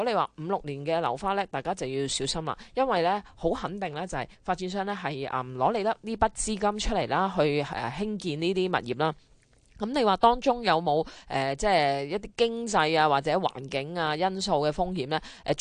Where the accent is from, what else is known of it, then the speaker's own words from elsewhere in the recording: Hong Kong; 我哋香港人熟悉啊嘛